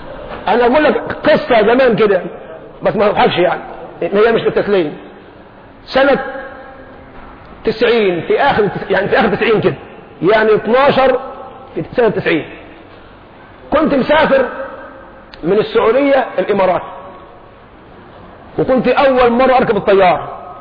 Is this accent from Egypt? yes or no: yes; Egypt; انا مصري خايب، عارف خايب يعني ايه؟ انجليزي عندي ضعيف، قراءة مش نطق.